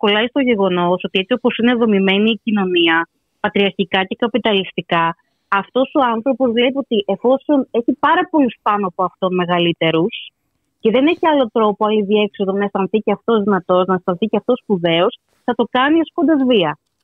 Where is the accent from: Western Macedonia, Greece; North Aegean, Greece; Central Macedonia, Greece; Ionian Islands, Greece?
Ionian Islands, Greece; Corfu; Και στο νησί μου στην Κέρκυρα